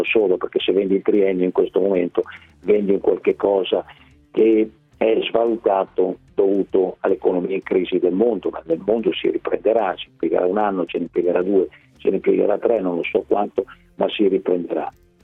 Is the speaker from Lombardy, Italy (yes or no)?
yes; Lombardy, Italy; io sono lombardo